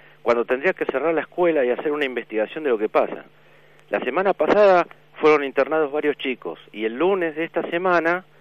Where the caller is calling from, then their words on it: Berazategui, Buenos Aires Province, Argentina; de Berazategui.